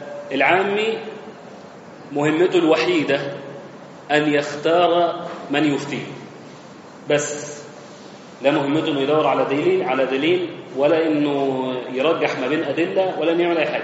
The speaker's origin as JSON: {"language": "Arabic", "country": "Egypt", "said": "عندنا هيئة المساحة، عندنا في مصر"}